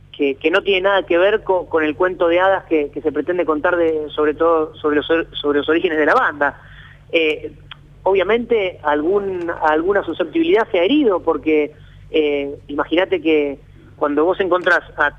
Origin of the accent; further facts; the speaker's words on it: La Plata, Buenos Aires Province, Argentina; Sobre todo nosotros que somos platenses, ¿no? Que nos gusta saber sobre todo lo que pasó acá